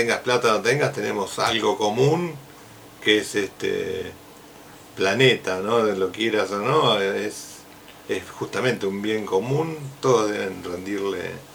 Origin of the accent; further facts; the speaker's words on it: Olavarría, Buenos Aires Province, Argentina; yo soy de Olavarría